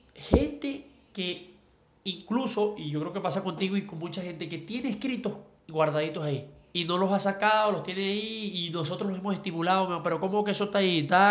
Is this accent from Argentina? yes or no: no; Ciudad Bolívar, Bolívar, Venezuela; moved away as an adult; now in Caracas, Venezuela; Nací en Ciudad Bolívar. Sí, por allá me crié hasta la mayoría de edad y luego, bueno, me vine a la capital y al tiempo, tengo aquí que 10, 12 años más o menos.